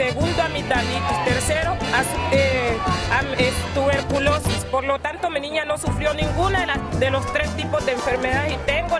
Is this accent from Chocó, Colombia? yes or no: yes; Chocó, Colombia; aquí en el departamento del Chocó, y por eso me voy a desplazar de mi tierra natal protestando por la violencia.